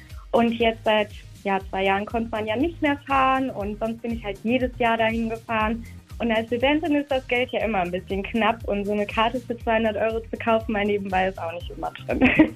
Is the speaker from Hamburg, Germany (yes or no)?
no; Rhineland-Palatinate, Germany; now in Koblenz, Germany; Aus Koblenz, also ich wohne hier, ich komme eigentlich aus der Eifel.